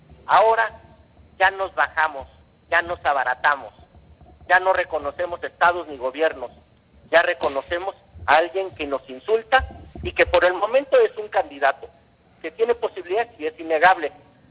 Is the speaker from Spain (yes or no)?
no; Mexico; nos exponen como mexicanos